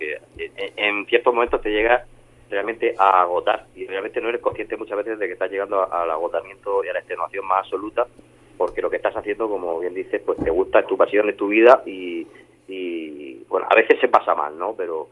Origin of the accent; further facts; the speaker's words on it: Murcia, Region of Murcia, Spain; somos un dúo de Murcia